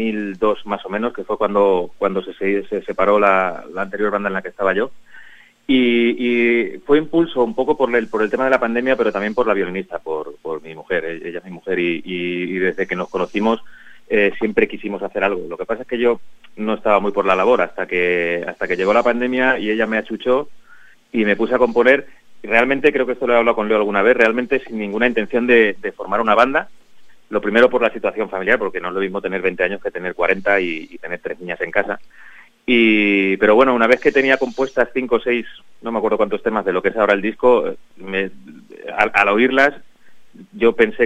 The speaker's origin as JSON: {"language": "Spanish", "town": "Valdepeñas", "region": "Castilla-La Mancha", "country": "Spain", "said": "somos todos de Valdepeñas y somos todos amigos de hace un montón de años"}